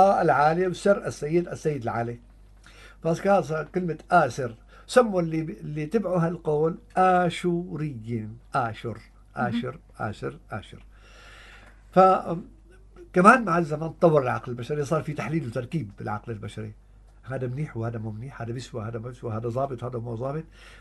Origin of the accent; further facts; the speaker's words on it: Syria; نحن ابناء سوريا